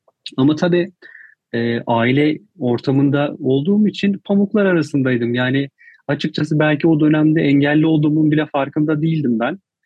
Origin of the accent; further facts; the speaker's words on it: Eskişehir, Turkey; Eskişehirliyim. Üniversite hayatıma kadar kısım Eskişehir'de geçti. Ve hala orayla bağlantılıyım.